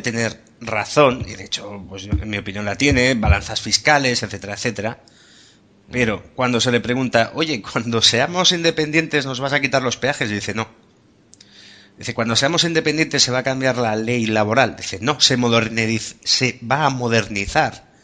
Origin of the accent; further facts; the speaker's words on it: Catalonia, Spain; Y yo soy muy catalán y soy muy del Barça.